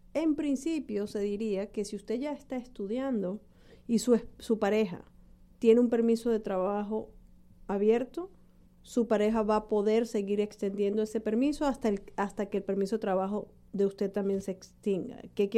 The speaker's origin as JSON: {"language": "Spanish", "country": "Ecuador", "said": "no, yo soy ecuatoriano, no."}